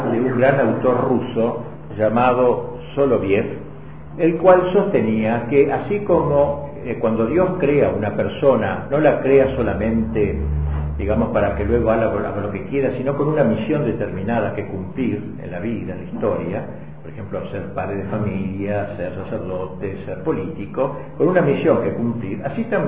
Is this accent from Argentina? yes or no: yes; Argentina; Yo soy argentino porque nací en un suelo determinado.